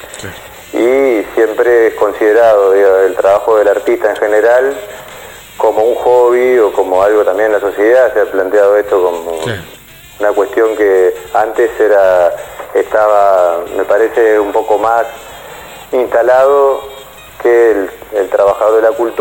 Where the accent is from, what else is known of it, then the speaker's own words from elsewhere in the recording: Entre Ríos, Argentina; Yo soy de Entre Ríos